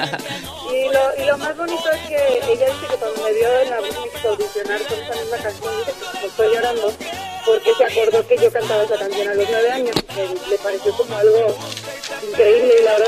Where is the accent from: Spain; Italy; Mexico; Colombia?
Mexico; Tijuana, Baja California; also born or lived in Ciudad Juárez; yo soy norteña, como te digo, residí en Ciudad Juárez, sí. Viví en Tijuana, mis papás me llevaron a los 11 años a Tijuana, y escuchaba todo el tiempo música de banda y norteño